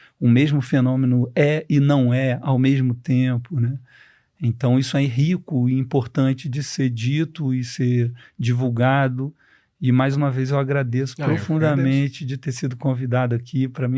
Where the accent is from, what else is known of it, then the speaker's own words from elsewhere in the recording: Rio de Janeiro, Brazil; Eu, como carioca, só fui entender São Paulo depois de ler a tese dele